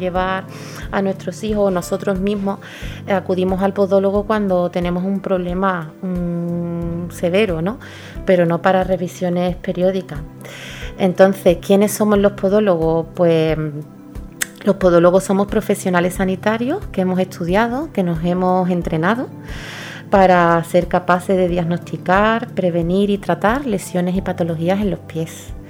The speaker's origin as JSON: {"language": "Spanish", "town": "Gelves", "region": "Andalusia", "country": "Spain", "tie": "born or raised there", "said": "yo soy de Gelves de siempre, nativa de aquí. Estoy muy contenta con mi pueblo, trabajo en mi pueblo"}